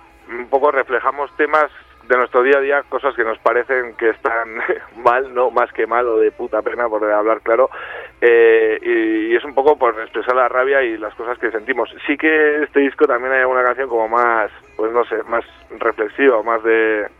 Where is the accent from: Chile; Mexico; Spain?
Spain; Pamplona, Navarre; somos de Pamplona, de la capital, y de algún pueblillo de Alao alguno también